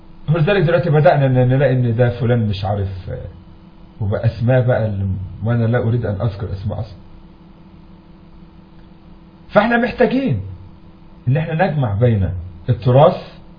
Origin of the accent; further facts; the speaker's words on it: Egypt; عندنا في مصر بعض المدرسين تركوا كتب السلف